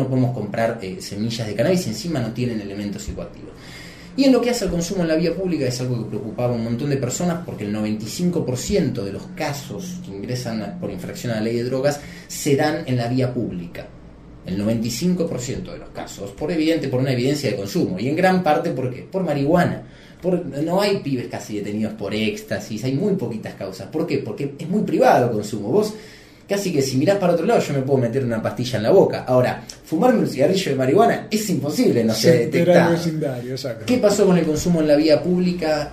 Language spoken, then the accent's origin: Spanish; Argentina; Creo que iniciamos como país, y con todo el trabajo que nos cuesta como argentinos, un proceso de construcción desde hace varios años de una nueva nación